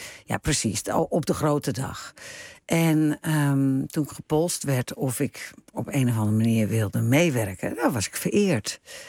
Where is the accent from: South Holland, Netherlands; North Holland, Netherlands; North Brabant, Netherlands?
North Holland, Netherlands; Ik bedoel, ik ben echt een Hollander. Mijn DNA zit heel diep in de klei van Noord-Holland.